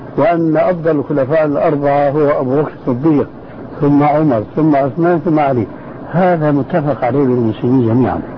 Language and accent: Arabic; Syria; اسمح لي نصف الكلام يقولون عندنا في الشام ما عليه جواب